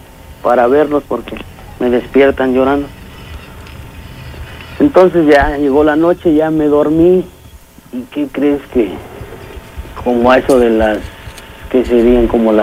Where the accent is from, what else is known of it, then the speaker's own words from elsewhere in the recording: Veracruz, Mexico; lo que pasa es que soy originario de Veracruz.